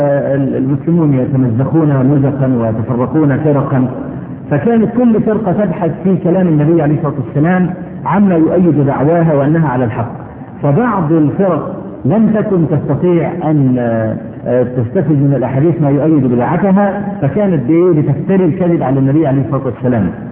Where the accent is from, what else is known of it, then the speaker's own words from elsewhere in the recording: Egypt; عندنا في مصر